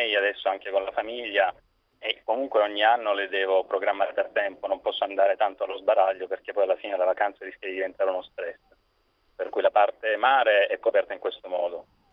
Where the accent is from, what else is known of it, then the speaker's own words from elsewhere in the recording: Lecce, Apulia, Italy; now in Rome, Italy; io sono a Roma dal 2000, però sono originario di Lecce